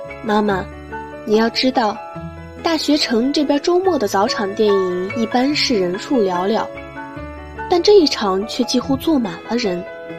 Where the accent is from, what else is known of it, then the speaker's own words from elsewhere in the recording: Suzhou, Jiangsu, China; 来自苏州，我在南京大学，距离我的家乡217公里。